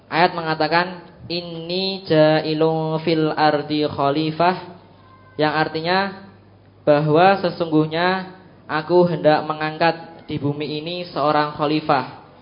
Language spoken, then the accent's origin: Indonesian; Ambon, Maluku, Indonesia; now in Surakarta, Indonesia; asal saya dari Ambon, Sat, dan Ambon.